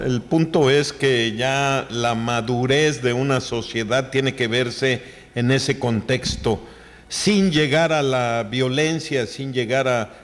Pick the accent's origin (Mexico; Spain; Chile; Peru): Mexico; como mexicanos, como americanos, tenemos que estar unidos